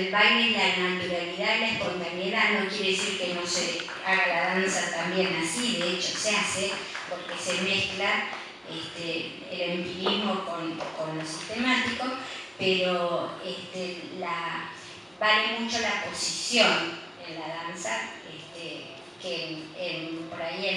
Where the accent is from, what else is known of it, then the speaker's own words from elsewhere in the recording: Corrientes, Argentina; Yo vengo de Corrientes